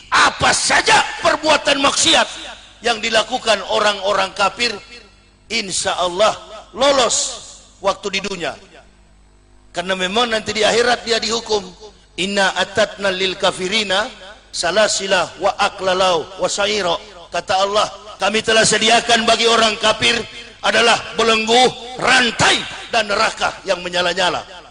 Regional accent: Manado, North Sulawesi, Indonesia; Manado itu Sulawesi Utara, saya orang Manado.

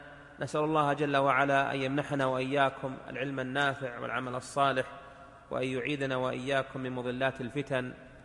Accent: Saudi Arabia; مجتمع مثل مجتمعنا ها هنا في بلادنا المملكة العربية السعودية

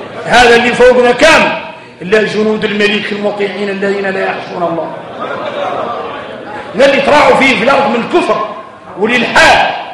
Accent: Mauritania; احنا موريتاني فينا المشاكل.

